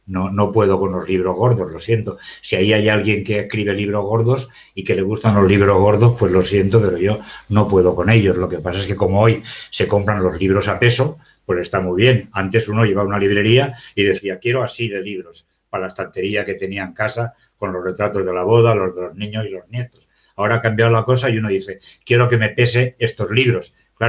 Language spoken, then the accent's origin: Spanish; Valencian Community, Spain; soy de Valencia, estoy aquí en mi pueblo.